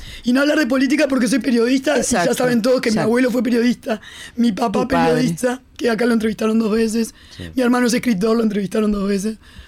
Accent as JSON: {"language": "Spanish", "town": "Maroñas", "region": "Montevideo", "country": "Uruguay", "said": "la labor que yo hago en mi zona, que yo soy de Maroñas."}